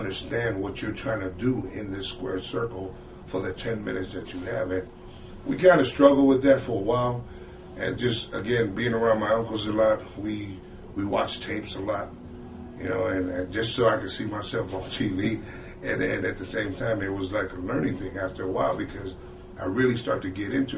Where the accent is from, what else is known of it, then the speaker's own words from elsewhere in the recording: California, United States; No, I was out in Cali.